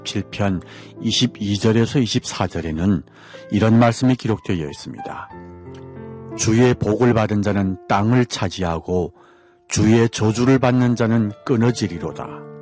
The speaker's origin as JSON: {"language": "Korean", "country": "North Korea", "lives_now": "Seoul, South Korea", "said": "저는 탈북민"}